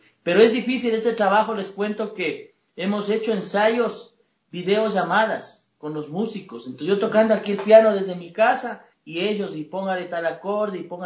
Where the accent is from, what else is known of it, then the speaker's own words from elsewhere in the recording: Ecuador; quiero que todo mi pueblo ecuatoriano disfrute de esta experiencia maravillosa.